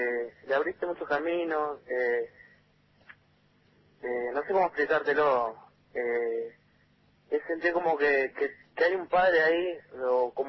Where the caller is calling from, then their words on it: Zárate, Buenos Aires Province, Argentina; de Zárate.